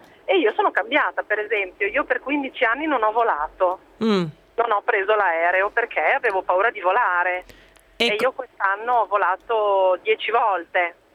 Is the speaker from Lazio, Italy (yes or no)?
no; Bologna, Emilia-Romagna, Italy; io ho 38 anni, vengo da Bologna, abito in provincia di Bologna.